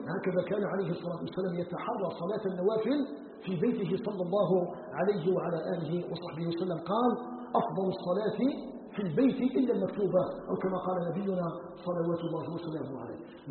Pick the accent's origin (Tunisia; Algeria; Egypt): Algeria; نسأله جل في علاه أن يجعل بلدنا الجزائر بلدا آمنا مطمئنا